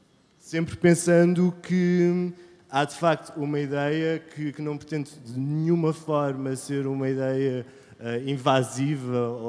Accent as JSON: {"language": "Portuguese", "town": "Ponta Delgada", "region": "Azores", "country": "Portugal", "said": "Eu também sou nómada, sou de Ponta Delgada"}